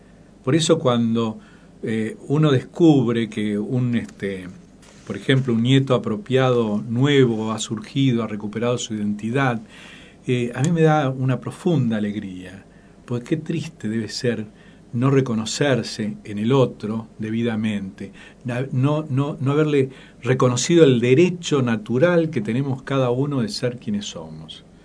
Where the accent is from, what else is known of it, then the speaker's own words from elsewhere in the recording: Buenos Aires, Argentina; also born or lived in Alto Verde; yo nací en Alto Verde también, y a los 7-8 años me llevaron de vuelta a Buenos Aires. Y ahí ya me quedé, me formé en Buenos Aires.